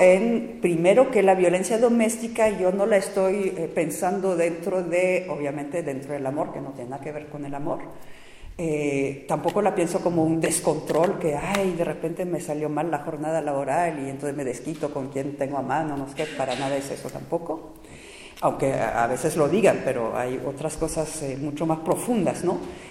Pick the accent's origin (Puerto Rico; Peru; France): France; y además nuevamente como francesa, desgraciadamente siento una responsabilidad especial